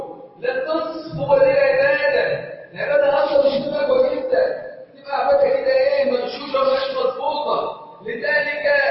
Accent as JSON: {"language": "Arabic", "country": "Egypt", "said": "اللهم اجعل بلدنا مصر امنا امانا سخاء رخاء"}